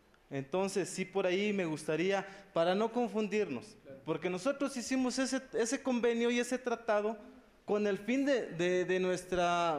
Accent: San Luis Potosí, Mexico; Yo vengo de aquí, de una comunidad cercana a Matehuala.

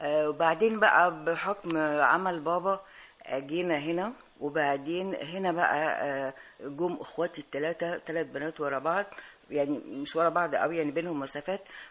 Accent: Alexandria, Alexandria Governorate, Egypt; أنا اتولدت في اسكندرية، يعني ناس مثقفة، وضعهم الاجتماعي جيد ووضعهم الاقتصادي كويس. الأسرة كانت عمامي، يعني أسرة كبيرة

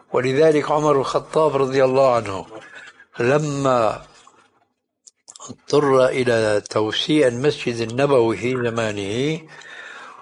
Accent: Syria; هذه عندنا في الشام تسمى بالصاية

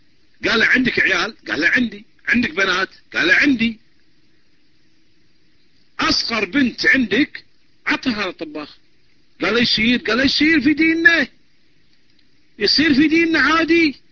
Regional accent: Kuwait; من الكويت

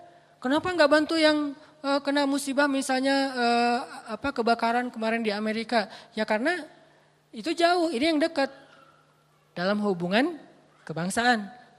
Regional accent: Aceh, Indonesia; Kenapa kamu mau bantu pas gempa di Aceh? Itu kampung saya. Emangnya yang gempa di Aceh doang? Ya gak masalah, tapi itu kampung saya gitu.

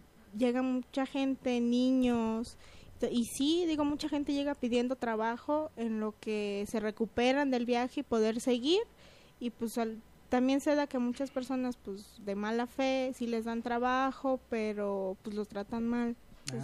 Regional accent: Chiapas, Mexico; Pues fíjate nada más que vengo desde Chiapas.

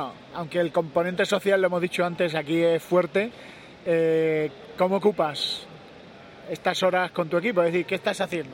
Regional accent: Spain; Somos españoles

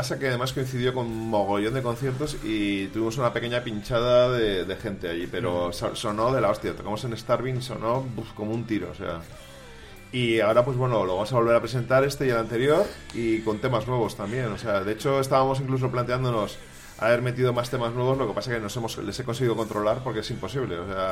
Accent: Madrid, Community of Madrid, Spain; Yo soy del noroeste de la Alameda de Osuna.

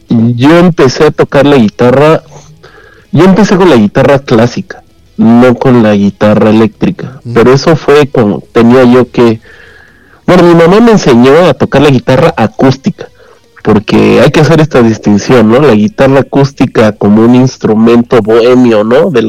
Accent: Puebla, Mexico; now in Mexico City, Mexico; porque yo soy de Puebla, ya después me mudé a la Ciudad de México

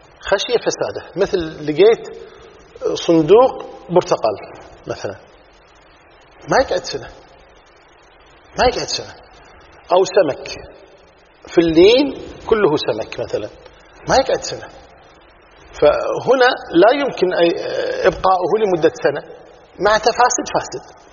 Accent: Kuwait; مثلا عندنا في الكويت

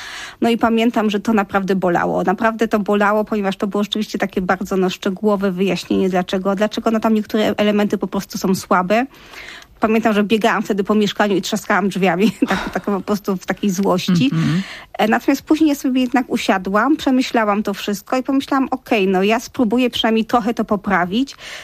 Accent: Silesian Voivodeship, Poland; bo ja jestem w ogóle ze Śląska.

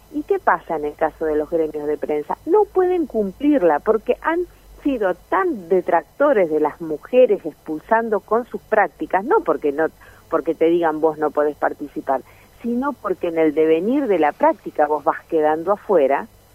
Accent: La Pampa, Argentina; yo vengo de La Pampa

